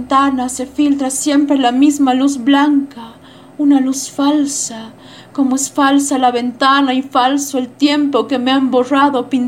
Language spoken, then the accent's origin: Spanish; La Paz, Bolivia; soy de La Paz, Bolivia, soy actriz de teatro